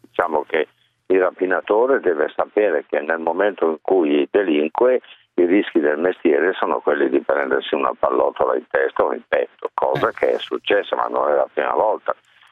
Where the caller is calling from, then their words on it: Florence, Tuscany, Italy; sì, perché sono di Firenze, va bene?